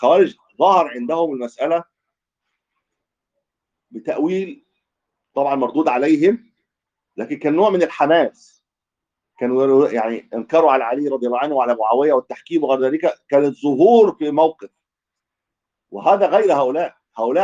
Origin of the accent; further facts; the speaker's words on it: Egypt; ودول ايضا كان لهم تواجد عندنا في مصر